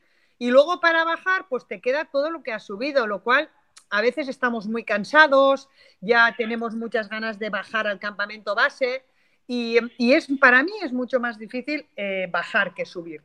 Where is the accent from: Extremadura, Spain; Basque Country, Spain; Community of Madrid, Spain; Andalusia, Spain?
Basque Country, Spain; aquí yo soy del norte de España, del País Vasco, aquí hay muchísima montaña y mucha tradición para ir a la montaña